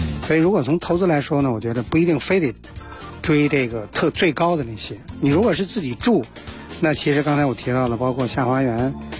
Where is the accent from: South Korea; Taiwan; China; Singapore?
China; Beijing; 因为它整个的这个我们北京人的水源啊，潮白河。